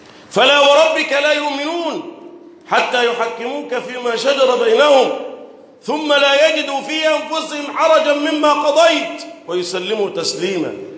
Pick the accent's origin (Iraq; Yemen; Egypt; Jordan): Egypt; اللهم احفظ بلدنا مصر وسائر بلاد